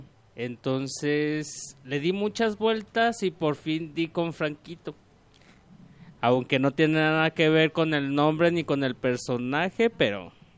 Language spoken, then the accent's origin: Spanish; Guadalajara, Jalisco, Mexico; Yo soy originario de aquí, de Guadalajara.